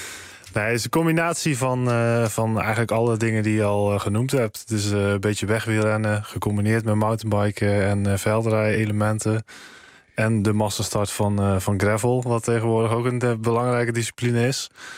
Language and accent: Dutch; Biervliet, Zeeland, Netherlands; now in Eindhoven, Netherlands; Ja, ik woon nu in Eindhoven, maar van origine kom ik ook uit Zeeland, hoor.